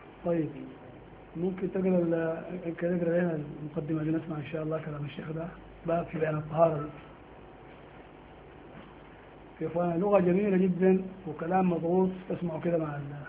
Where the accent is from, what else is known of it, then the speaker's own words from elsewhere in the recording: Sudan; ونحن عندنا في السودان ده المذهب المعروف عند الناس